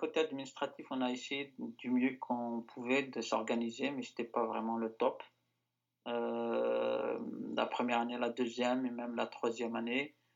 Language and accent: French; Algeria; J'ai grandi en Algérie. J'allais visiter l'Europe, et j'y retournerai en Algérie, de toute façon.